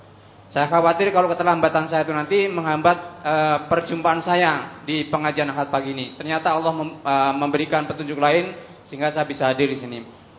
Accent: Padang, West Sumatra, Indonesia; Perjalanan saya dari Padang ke sini memakan waktu kurang lebih kemarin 3 hari 3 malam

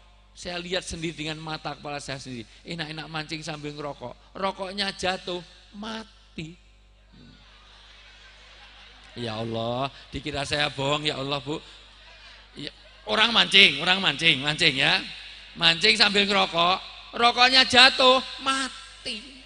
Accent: Java, Indonesia; Saya asli orang Jawa

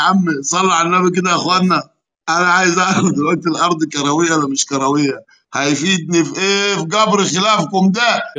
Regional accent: Nubia, Egypt; انا راجل نوبي بتكلم عربي بالاخر

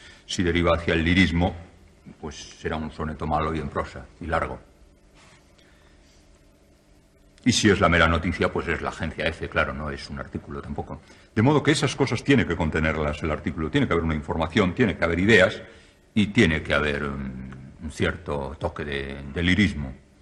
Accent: Spain; a mí lo que más me preocupa en estos momentos como escritor y como español

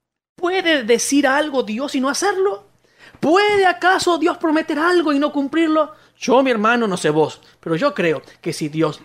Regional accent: Argentina; somos de Argentina, y aquí los políticos tienden mucho a mentir

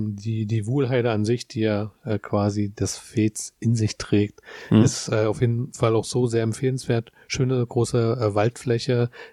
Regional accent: Berlin, Germany; Also ich bin ja aus der Ecke, ne? Ich bin in dem Stadtbezirk groß geworden, wo das Fez ist

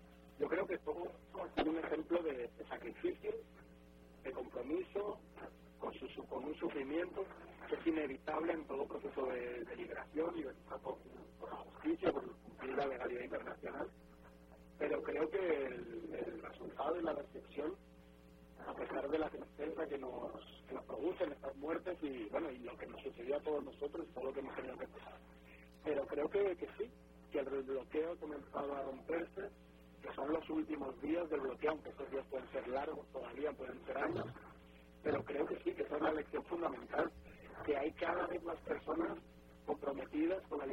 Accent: Valencia, Valencian Community, Spain; un abrazo grandísimo desde aquí, desde mi tierra, desde Valencia, y ya con muchísimas ganas de volver a mi otra tierra, a mi patria bolivariana, de volver a Caracas

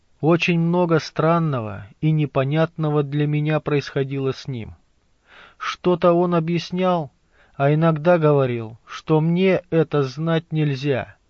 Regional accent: Krasnoyarsk Krai, Russia; born there; наш род — поморские староверы, раскулаченные, гонимые, дошедшие до Красноярского края, где я и родилась в Боготольском районе.

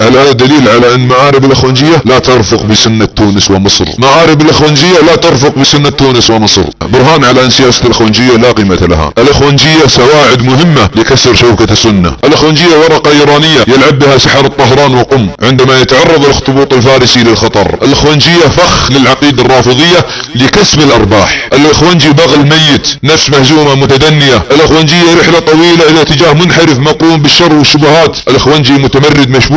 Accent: Saudi Arabia; تنتظر اي فاجعة اليمة على بلادنا السعودية

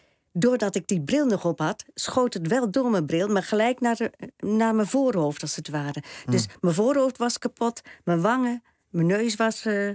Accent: Staphorst, Overijssel, Netherlands; ja, ik kom oorspronkelijk uit Staphorst.

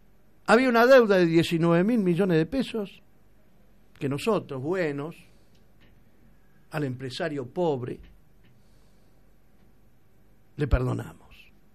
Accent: Argentina; ¿Somos estúpidos los argentinos o no?

